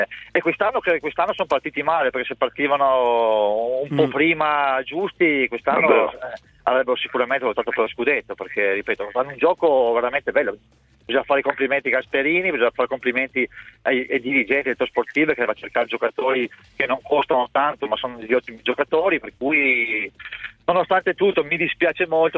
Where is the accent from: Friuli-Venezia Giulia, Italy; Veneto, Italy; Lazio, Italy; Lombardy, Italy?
Lombardy, Italy; Brescia; da bresciano non è che sono felicissimo